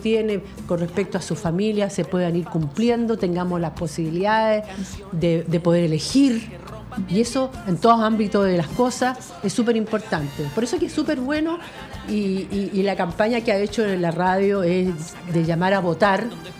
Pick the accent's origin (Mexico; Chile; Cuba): Chile; Si queremos saber qué somos como chilenos